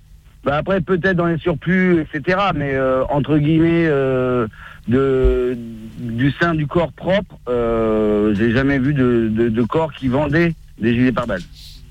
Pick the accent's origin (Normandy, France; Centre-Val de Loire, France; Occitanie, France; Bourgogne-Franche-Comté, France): Centre-Val de Loire, France; Sancergues; Alors moi, à la base, je suis de Sancergue, dans le 18.